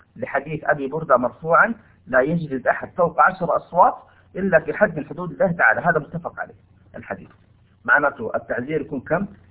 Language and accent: Arabic; Saudi Arabia; هنا عندنا في المملكة العربية السعودية لو سرق نقطع يده